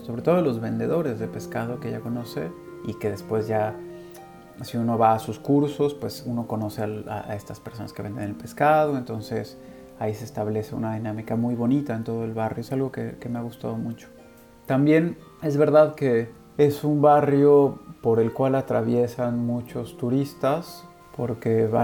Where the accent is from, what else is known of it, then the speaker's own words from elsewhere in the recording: Puebla, Mexico; also born or lived in Mexico City; now in Barcelona, Spain; en Barcelona, donde vivo desde finales del 2017. Soy originario de la Ciudad de México, pasé mi infancia y adolescencia en Puebla y después la licenciatura y la maestría las hice en la Ciudad de México